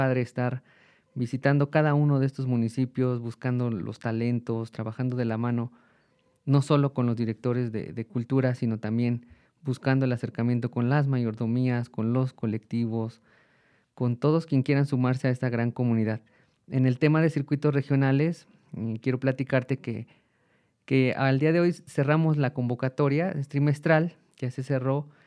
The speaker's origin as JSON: {"language": "Spanish", "town": "Juchitepec", "region": "State of Mexico", "country": "Mexico", "said": "yo soy de Juchitepec y ahí tengo el Consejo de Cultura Parroquial que justo lo fundé en una iglesia"}